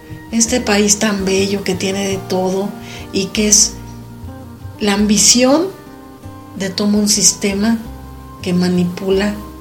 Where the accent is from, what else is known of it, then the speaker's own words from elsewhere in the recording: Mexico; Porque siendo mexicanos no sabemos muchos lo que está pasando en el país.